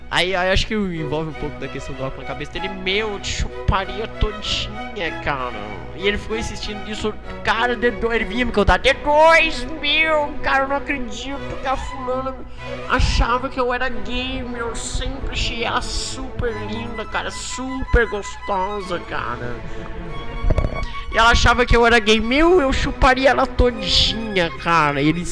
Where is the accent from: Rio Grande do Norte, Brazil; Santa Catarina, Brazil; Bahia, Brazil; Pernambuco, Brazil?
Santa Catarina, Brazil; Criciúma; eu sou natural de Criciúma.